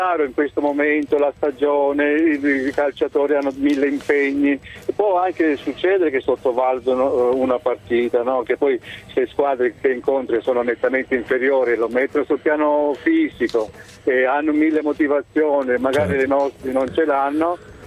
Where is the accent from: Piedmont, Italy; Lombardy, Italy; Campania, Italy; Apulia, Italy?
Apulia, Italy; Galatina; now in Padua, Italy; Buongiorno, io sono vivo a Padova, ma sono un salentino.